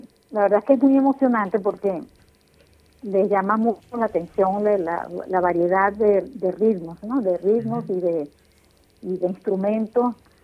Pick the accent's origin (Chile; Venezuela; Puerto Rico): Venezuela; los venezolanos somos venezolanos todos